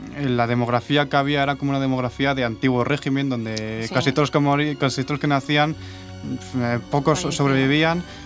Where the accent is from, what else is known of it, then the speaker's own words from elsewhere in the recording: Villavaruz, Castile and León, Spain; Ese es mi pueblo, sí.